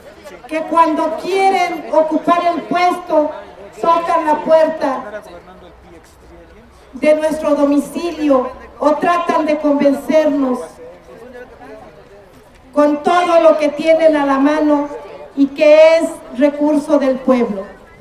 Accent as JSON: {"language": "Spanish", "country": "Mexico", "said": "Es por eso que como mexicanos tenemos que unirnos."}